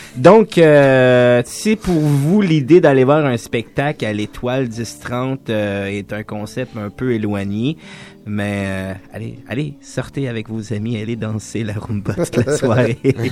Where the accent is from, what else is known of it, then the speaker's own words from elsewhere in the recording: Montreal, Quebec, Canada; en tant que Montréalais très prétentieux